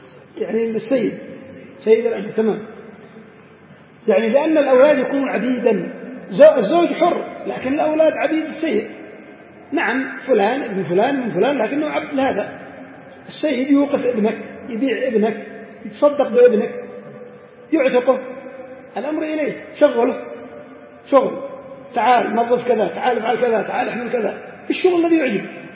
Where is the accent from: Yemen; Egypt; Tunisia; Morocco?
Yemen; المهم يختلف هذا من بلد إلى بلد. عندنا في اليمن في بعض الأماكن